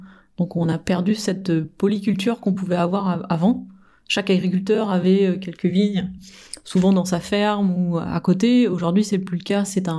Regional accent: France; Alors, en tant que bon français, on dirait faut favoriser le terroir.

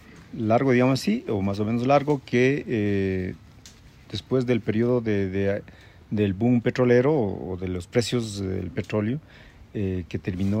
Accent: Tola Chica, Pichincha, Ecuador; soy de una comuna que tiene por nombre Tola Chica, que está a unos 40 minutos al nororiente de Quito.

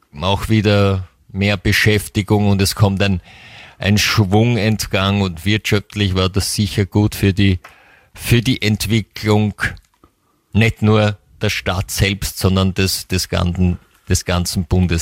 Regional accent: Vienna, Austria; man fährt irgendwohin eher in den Westen als Wiener, habe ich den Eindruck.

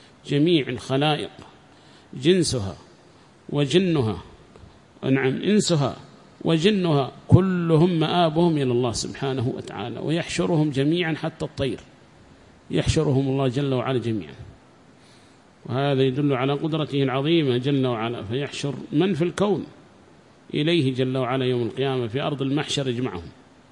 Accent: Yemen; فمات عندنا في اليمن

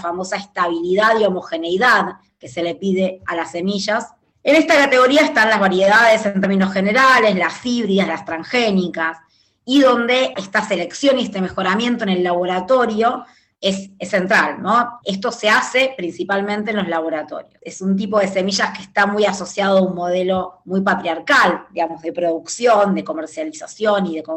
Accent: Argentina; soy de Argentina

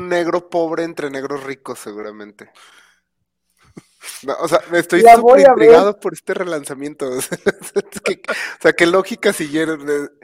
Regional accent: Mexico; Soy mexicano, así que para ellos yo soy minoría de color.

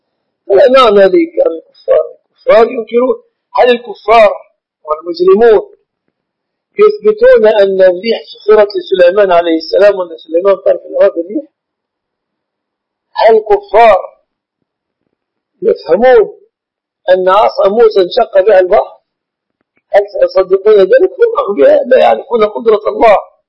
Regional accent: Egypt; البنوك التي أعلمها في بلادنا مصر في مجاورها بنوك ربوية

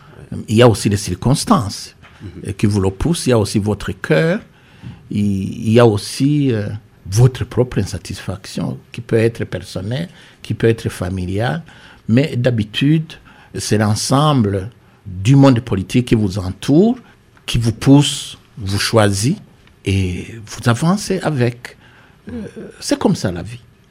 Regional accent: Burundi; je suis Burundais d'abord

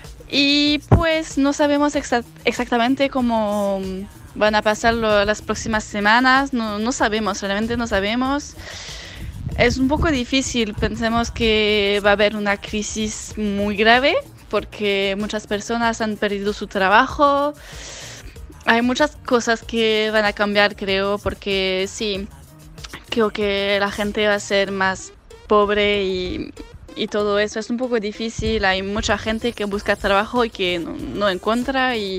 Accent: France; Spanish is a second language; de Francia. Vení a Argentina durante el mes de diciembre y de enero

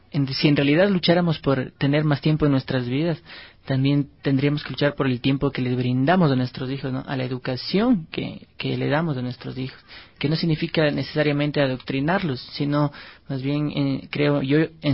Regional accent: Ecuador; con toda la conciencia que hemos adquirido como sociedad ecuatoriana.

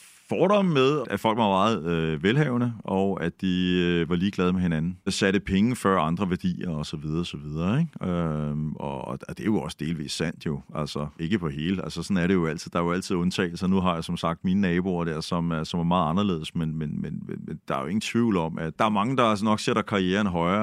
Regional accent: Bagsværd, Capital Region of Denmark, Denmark; jeg er jo fra Bagsvær og vokset op i sådan en akademikerfamilie.

